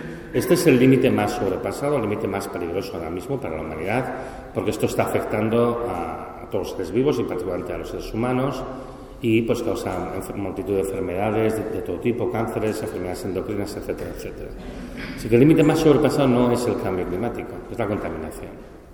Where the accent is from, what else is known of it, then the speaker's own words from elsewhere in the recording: Catalonia, Spain; como vengo de Cataluña y hemos tenido una sequía impresionante